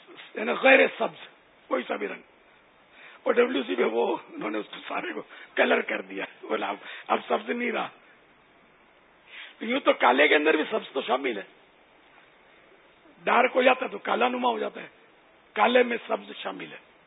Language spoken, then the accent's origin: Urdu; Karachi, Sindh, Pakistan; born there; یا میں تو سندھ میں پیدا ہوا ہوں یعنی باب المدینہ یہ سندھ کا شہر ہے